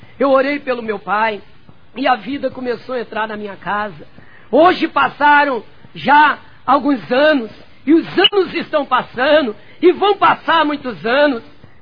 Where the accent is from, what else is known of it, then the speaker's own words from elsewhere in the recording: Rio de Janeiro, Brazil; Voltei para o Rio de Janeiro, para ali onde eu nasci e me criei, no bairro chamado Santa Amélia.